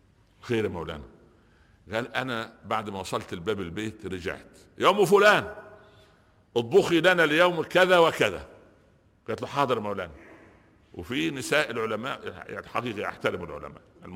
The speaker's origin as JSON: {"language": "Arabic", "region": "Upper Egypt", "country": "Egypt", "said": "زار شيخا جليلا عندنا في الصعيد مصر"}